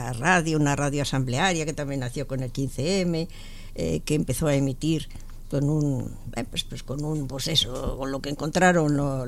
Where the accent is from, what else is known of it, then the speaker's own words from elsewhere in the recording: Barcelona, Catalonia, Spain; now in Madrid, Spain; yo no he nacido aquí en Madrid, vine de Barcelona.